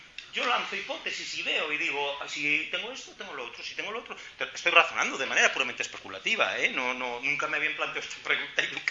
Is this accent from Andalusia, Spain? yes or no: no; Galicia, Spain; Yo soy gallego.